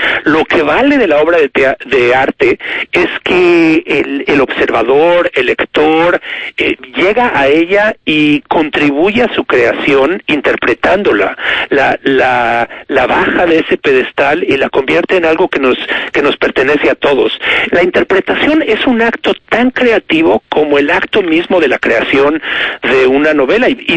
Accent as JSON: {"language": "Spanish", "country": "Mexico", "said": "Cuando alguien como yo, un mexicano, la lee como una especie de Biblia latinoamericana"}